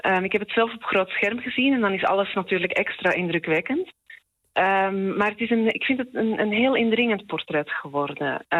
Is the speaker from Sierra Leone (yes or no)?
no; Belgium; now in Netherlands; Gek genoeg heeft het eigenlijk misschien juist wel te maken met het feit dat ik uit België kom.